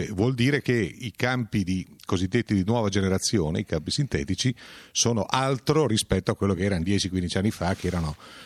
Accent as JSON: {"language": "Italian", "town": "Alba", "region": "Piedmont", "country": "Italy", "said": "dalle mie parti qua ad Alba"}